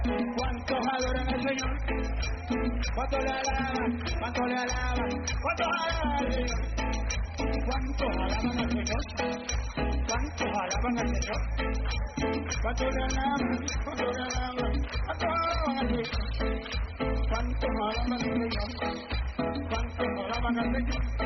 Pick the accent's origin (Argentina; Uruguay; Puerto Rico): Puerto Rico; yo soy puertorriqueño, el español de los puertorriqueños no sirve. Es el español más malo que se habla en el mundo.